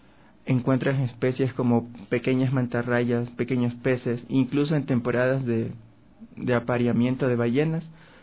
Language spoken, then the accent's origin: Spanish; Esmeraldas, Ecuador; Claro, exactamente soy oriundo de Esmeraldas, de la provincia Verde.